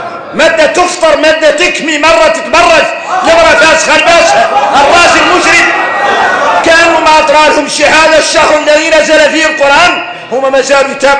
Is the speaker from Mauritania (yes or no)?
yes; Mauritania; إحنا موريتاني قالوا إننا معروفين بكرم الضياف